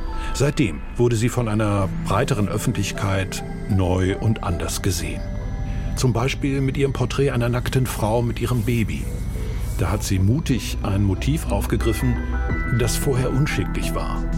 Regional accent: Bremen, Germany; In meiner Heimatstadt Bremen ist die Malerin

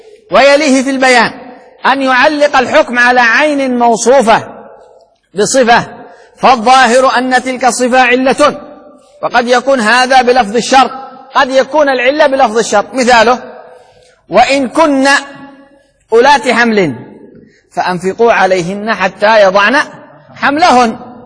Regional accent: Sanaa, Amanat Al Asimah, Yemen; وبالعامية عندنا بصنعاء شغل دوماً دوماً يعني عقل،

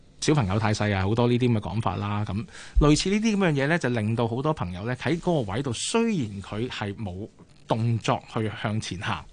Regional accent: Hong Kong; 我哋香港人

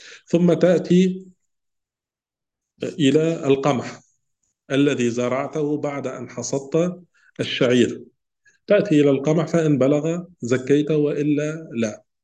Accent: Tunisia; يعني عندنا في تونس نقول هو الجلجلان.

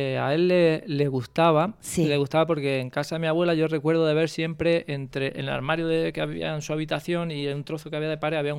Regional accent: Orcera, Andalusia, Spain; Mi casa siempre va a ser Orcera, ¿no? Mi pueblo

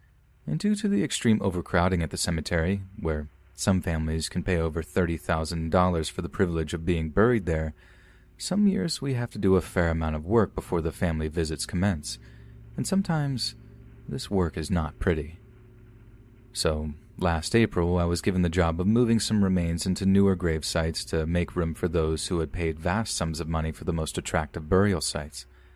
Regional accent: Hong Kong; You see, I'm from Hong Kong and I work at Pok Fu Lam Cemetery

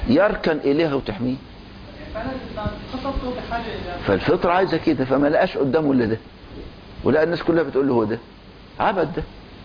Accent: Egypt; طبعا دلوقتي دخل علينا مدخل تاني عندنا في مصر

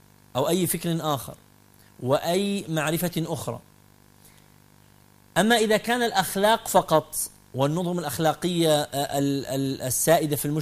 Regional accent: Kuwait; also born or lived in Mosul, Iraq / Khobar, Saudi Arabia; now in Jordan; الذي يتحدث إليكم الآن ولد عراقيا، ولدت في العراق في مدينة الموصل نينوى، ووالدتي لبنانية من طرابلس الشام. نشأت في الكويت حيث أعراق وأجناس وأطياف مختلفة. انتقلت بعدها إلى الخبر في المنطقة الشرقية في الجزيرة العربية

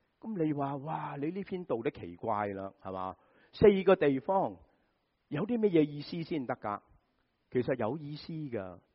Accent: Guangdong, China; 就是好像我们广东人说什么啊，滑过泥鳅，是吧？

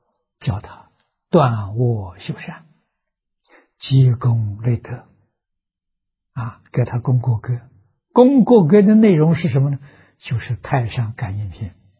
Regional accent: China; 我们中国人讲期，三个期，三期21年，一点都不假了。

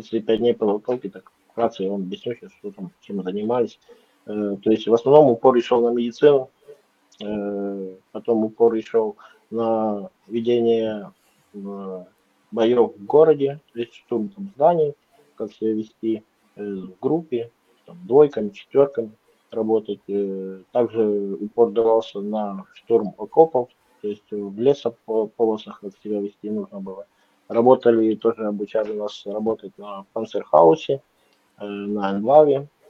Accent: Ukraine; also born or lived in Khabarovsk, Russia; Я сам родом из Украины, но маленькая ремарочка. Я родился в России, в Хабаровске, в городе. То есть отец служил при Советском Союзе. И там познакомился со своей матерью. То есть у меня отец украинец, а мать русская.

